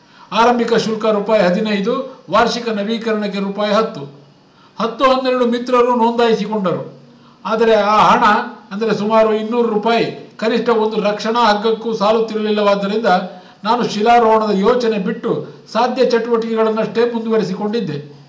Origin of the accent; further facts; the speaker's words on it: Ballari, Karnataka, India; also born or lived in Madikeri / Bengaluru / Mysuru; now in Mangaluru, India; 1975 ಮಂಗಳೂರು ನನ್ನೂರಲ್ಲ, ಹುಟ್ಟೂರು ಮಡಿಕೇರಿ, ಬೆಳೆದೂರು ಬಳ್ಳಾರಿ, ಬೆಂಗಳೂರು ಮತ್ತು ಮೈಸೂರು.